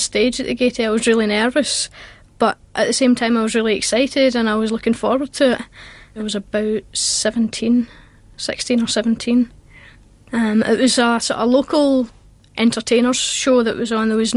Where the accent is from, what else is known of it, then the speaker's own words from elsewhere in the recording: Dalrymple, Scotland, United Kingdom; I'm an accordionist, I'm from Dalrymple in Ayrshire.